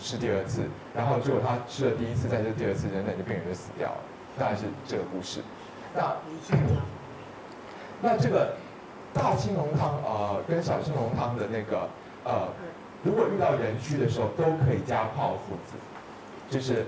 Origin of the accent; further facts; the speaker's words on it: Taiwan; 尤其我们台湾人